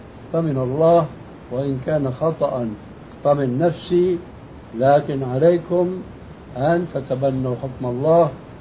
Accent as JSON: {"language": "Arabic", "country": "Syria", "said": "وهذا كانوا إلى أهل قريب عندنا في سوريا يمتطيه طبقة معينة من الناس"}